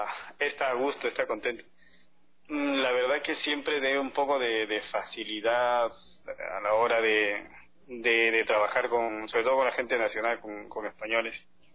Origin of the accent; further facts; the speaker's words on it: Ecuador; moved away; Digo, sí, yo soy ecuatoriano. Muchos no se lo creen, otros sí. Por el acento, a la hora de hablar.